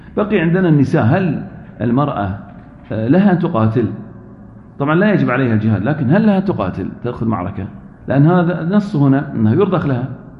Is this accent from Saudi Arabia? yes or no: yes; Al-Ahsa, Eastern Province, Saudi Arabia; وفي فرس عربي عندنا في الأحساء